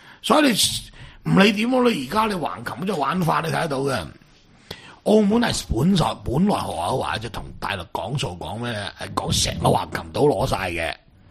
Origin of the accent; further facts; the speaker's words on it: Guangdong, China; 其实就系我哋广东人90%噶嘛